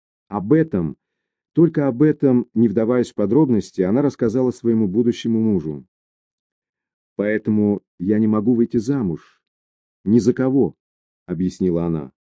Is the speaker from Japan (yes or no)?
yes; Japan; Я родилась в Японии, ходила в японскую школу, росла в окружении японских детей, играла, дружила с ними. То есть чувствовала себя абсолютно японкой, но по национальности все же была иностранкой.